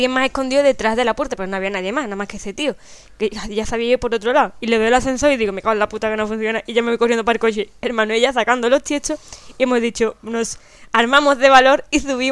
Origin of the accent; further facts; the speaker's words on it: Chiclana de la Frontera, Andalusia, Spain; soy de Chiclana, puedo andar 10.000 kilómetros y hace falta.